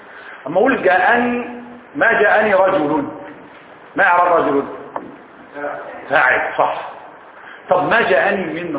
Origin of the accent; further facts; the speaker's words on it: Egypt; بيقولوها المصريين صح ما انا منهم انا مصري برضه